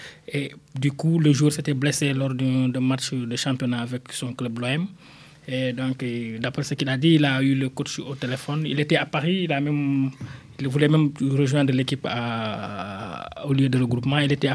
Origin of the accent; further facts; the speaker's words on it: Ziguinchor, Senegal; moi je l'ai vu à Ziguinchor dans ma région natale quand j'étais enfant en 92